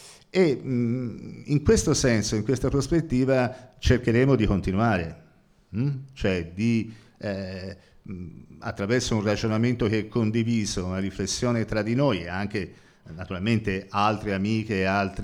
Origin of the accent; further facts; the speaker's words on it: Florence, Tuscany, Italy; io vengo da Firenze